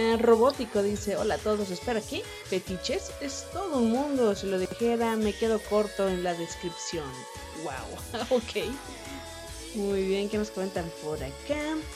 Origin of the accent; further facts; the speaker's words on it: northern Mexico, Mexico; accent: norteño; aunque a veces creo que ya perdí mi acento norteño. Ya hablo más neutro.